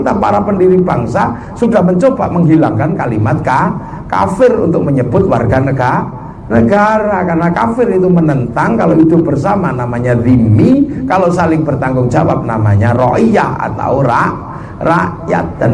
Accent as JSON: {"language": "Indonesian", "region": "Java", "country": "Indonesia", "said": "Orang Jawa kita ini, orang Jawa itu dengan orang tuanya kan paling perhatian"}